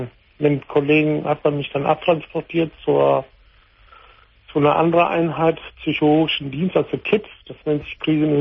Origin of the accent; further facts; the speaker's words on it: Italy; aber ich bin Italiener.